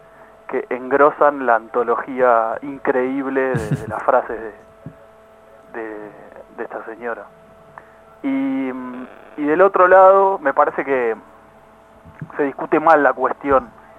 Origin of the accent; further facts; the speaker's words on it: Argentina; A nosotros como argentinos y ciudadanos nos tiene que preocupar